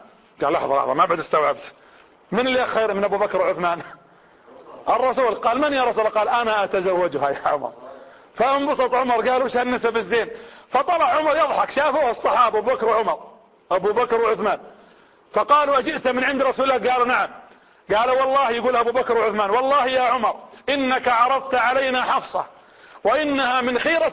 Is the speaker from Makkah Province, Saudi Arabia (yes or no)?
no; Riyadh, Riyadh Province, Saudi Arabia; وانا من هنا من المملكة العربية السعودية ومن عاصمتها الرياض ومن العمارية ومن قرية زيد رصيدك